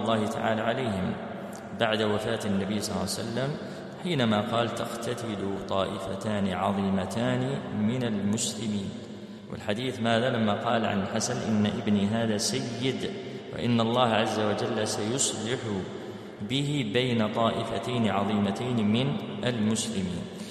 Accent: Algeria; طبعا احنا عندنا في الجزائر سيرين اسم بنت

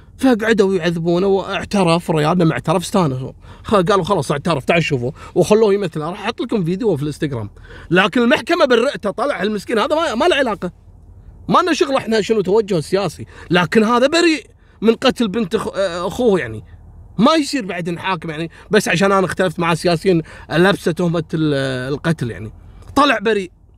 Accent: Kuwait; يعني احنا عندنا في الكويت صارت قضية الميموني

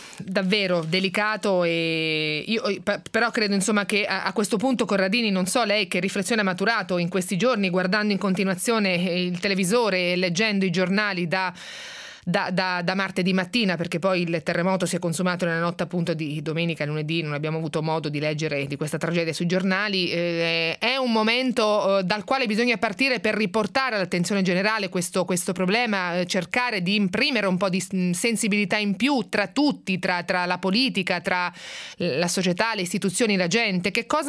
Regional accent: Ancona, Marche, Italy; sono di Ancona ed è una zona ad elevato rischio sismico e l'abbiamo vissuto anche nel nostro passato, nella mia zona.

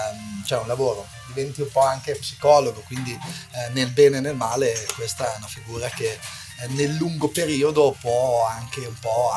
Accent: Imola, Emilia-Romagna, Italy; born there; now in Bologna, Italy; sono commerciante, sono nato a Imola. Ho 40 anni e vivo qua a Bologna da oltre 20, da quando ho 18 anni, che sono appunto trasferito da un paesello qui dell'Appennino in città.

